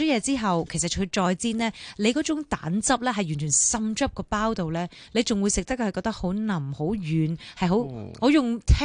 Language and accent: Cantonese; Hong Kong; 我哋香港人真系西多士由细食到大啦